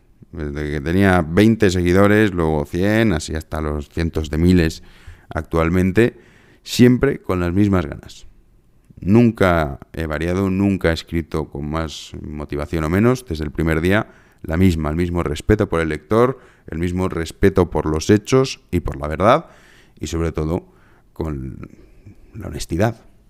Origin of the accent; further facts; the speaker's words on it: Spain; yo la verdad es que me siento muy, muy a gusto siendo español, me siento privilegiado. Yo he tenido la suerte de vivir en otros países, conozco otros tantos, tampoco conozco todos los que me gustaría. Pero yo no cambiaría mi lugar de nacimiento.